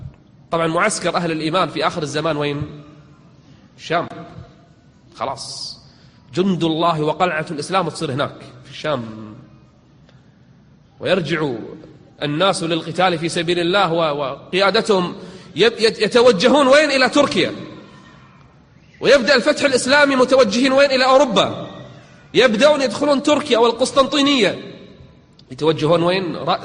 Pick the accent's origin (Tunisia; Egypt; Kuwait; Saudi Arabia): Kuwait; إحنا عندنا بالكويت واحد من زمان يقول أنا المهدي